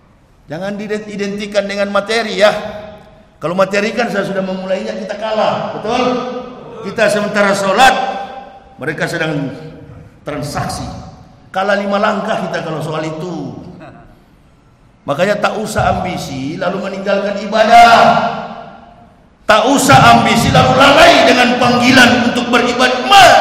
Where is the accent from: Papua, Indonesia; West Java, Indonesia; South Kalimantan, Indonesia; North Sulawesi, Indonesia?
North Sulawesi, Indonesia; Manado; kampung halaman saya, Manado, Sulawesi Utara.